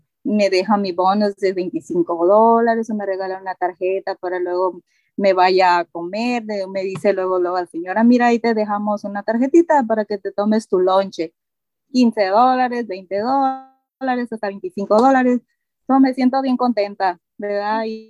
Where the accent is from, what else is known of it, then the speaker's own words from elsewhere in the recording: Nayarit, Mexico; La comida favorita de donde yo soy del estado de Nayarit, y pues comemos mucho camarón y pescado.